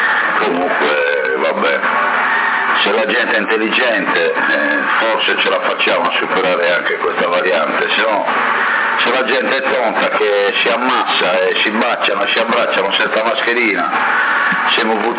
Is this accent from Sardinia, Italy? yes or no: yes; Porto Torres, Sardinia, Italy; now in Sassari, Italy; io sono di Porto Torres, sono 40 anni a Sassari